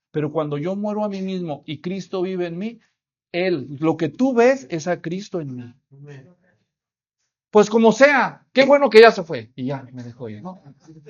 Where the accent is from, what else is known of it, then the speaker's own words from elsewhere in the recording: Mexico; No, así somos nosotros los mexicanos.